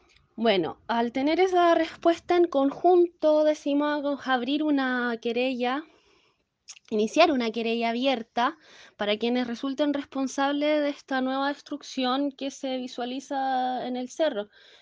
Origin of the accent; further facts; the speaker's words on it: Rancagua, O'Higgins, Chile; soy de Rancagua